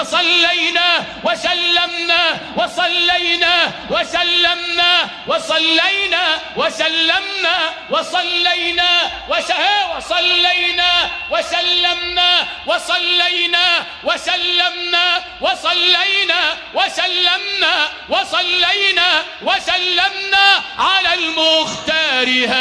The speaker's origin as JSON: {"language": "Arabic", "region": "Sharqia Governorate", "country": "Egypt", "said": "عندنا في الشرقية ولد فخر لمحافظة الشرقية"}